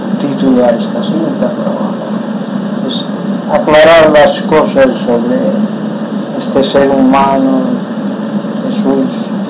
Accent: Inca, Balearic Islands, Spain; born there; soy un mallorquín, nacido en Inca … descendiente de los primeros israelitas que llegaron a Mallorca

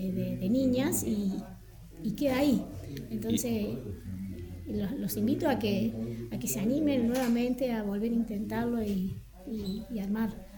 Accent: La Carlota, Córdoba, Argentina; yo soy de La Carlota

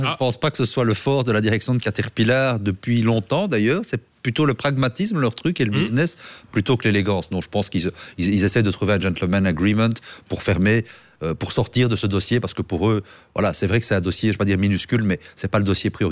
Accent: Charleroi, Wallonia, Belgium; je suis originaire de la région de Charleroi

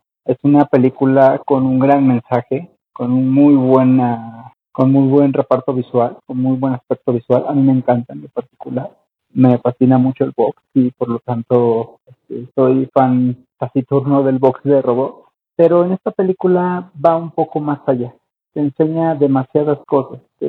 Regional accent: Mexico; Aquí de saludos desde mi tierra mexicana.

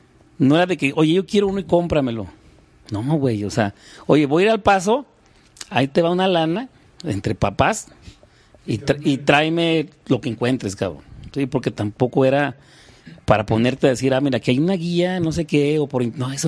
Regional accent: Durango, Mexico; now in Mexico City, Mexico; Y vuelves otra vez a eso, güey, a revivirlo, lo que ya había visto allá en mi tierra, y empiezas a compartirlo con tus amigos, güey. Estando Durango más cerca de la frontera que la capital

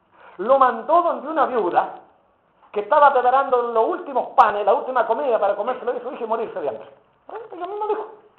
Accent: Chile; lo que uno ponga en la mesa como chileno nos cuesta

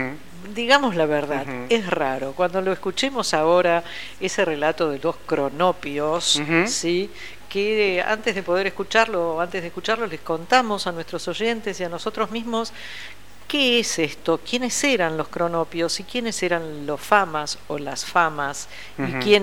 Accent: Banfield, Buenos Aires Province, Argentina; also born or lived in Brussels; Crecí en Banfield, mira vos, de Bruselas a Buenos Aires, a Banfield, una población de las afueras de la ciudad de Buenos Aires, en una casa con un jardín, con gatos, perros, tortugas y papagayos, un paraíso.

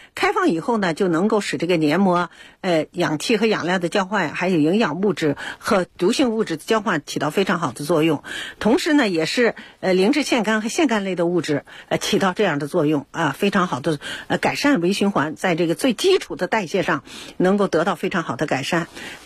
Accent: China

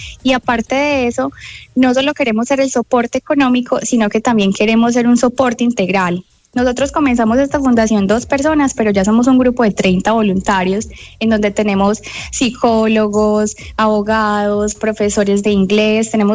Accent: Colombia; now in United States; todos somos corazones totalmente colombianos

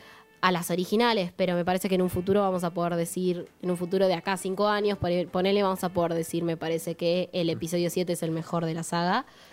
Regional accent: Bariloche, Río Negro, Argentina; me vuelvo a mis tierras porque soy patagónica, sureña, barilochense

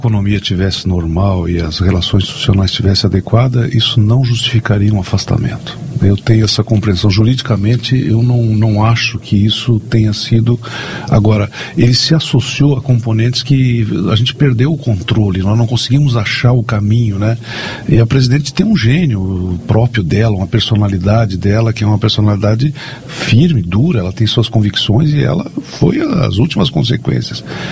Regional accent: Brazil; mas como brasileiro eu entendi que as condições tinham se esgotado, né?

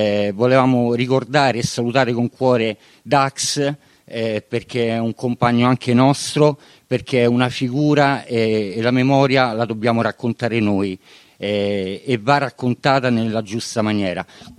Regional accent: Rome, Lazio, Italy; born there; io sono nato a Pietralata, sono cresciuto con DNA di occupante, sono 40 anni che occupo e tutt'oggi sono un occupante di casa

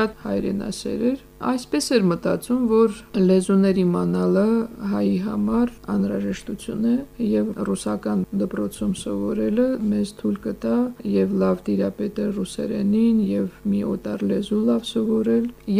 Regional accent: Stepanakert, Nagorno-Karabakh, Azerbaijan; Ես Ստեփանակերտում մեծացած, Երևանում սովորած, գնացի գյուղում

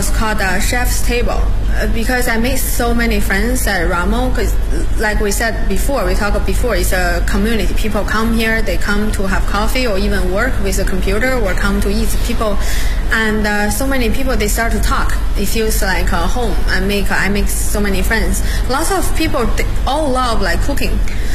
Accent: Beijing, China; I live in Hutong like for 10 years. And I'm from Beijing. That's part of my life, my culture.

